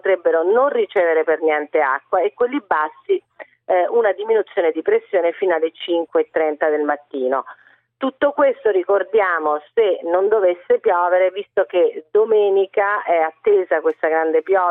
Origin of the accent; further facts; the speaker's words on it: Rome, Lazio, Italy; io lo dico da romana, quindi lo dico col cuore